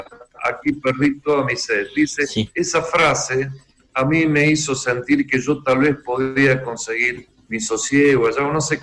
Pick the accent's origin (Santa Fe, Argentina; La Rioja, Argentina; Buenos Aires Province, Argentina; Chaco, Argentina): Santa Fe, Argentina; Yo nací en Santa Fe y me crié acá, todo. Escuela, mis amigos, mis amores, todo.